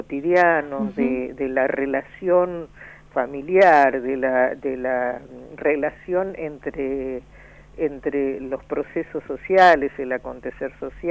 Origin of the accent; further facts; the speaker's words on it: Argentina; Cuando decimos los argentinos no somos los porteños solamente